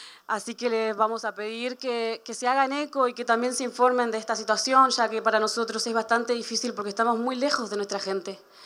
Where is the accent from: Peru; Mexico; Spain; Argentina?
Argentina; también vengo del Puel Mapu.